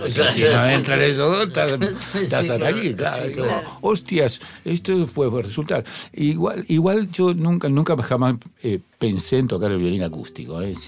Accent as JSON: {"language": "Spanish", "town": "Rosario", "region": "Santa Fe", "country": "Argentina", "tie": "born there", "said": "Nací en Refinería."}